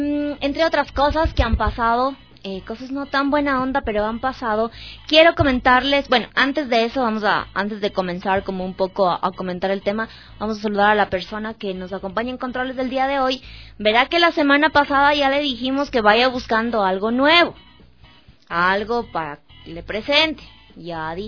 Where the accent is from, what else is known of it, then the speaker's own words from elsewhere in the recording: Ecuador; realmente no se puede llamar como ecuatoriano, porque es parte de nuestra cultura